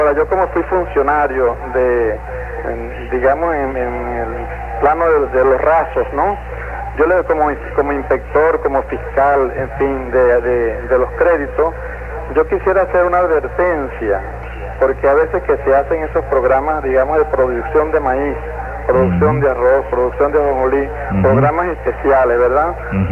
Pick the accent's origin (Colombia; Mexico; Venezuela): Venezuela; La Asunción, Nueva Esparta; De aquí, de la Asunción.